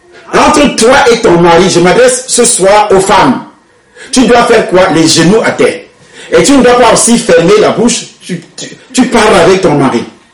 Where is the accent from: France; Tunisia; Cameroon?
Cameroon; je parle du Cameroun puisque je suis camerounais